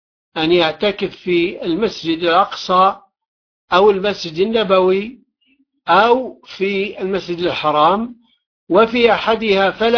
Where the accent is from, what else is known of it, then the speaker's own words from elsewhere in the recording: Taif, Makkah Province, Saudi Arabia; عندنا في الطائف